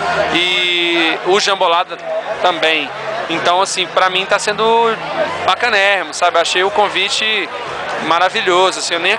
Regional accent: Minas Novas, Minas Gerais, Brazil; now in Belo Horizonte, Brazil; Na verdade eu sou do Vale de Quitonha, de uma cidade que chama Minas Novas, mas me sinto Belo Horizontino porque já tem alguns anos que eu moro lá, mas o coração, né, fica sempre remetendo ao interior, à infância.

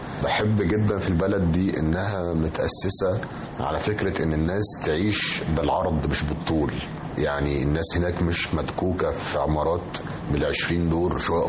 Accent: Egypt; إحنا عندنا في مصر طبعا أقدم معرض دولي للكتاب في المنطقة كلها

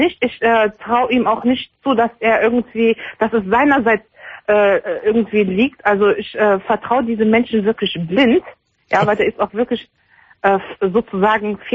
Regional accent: Morocco; Ich bin Marokkanerin.

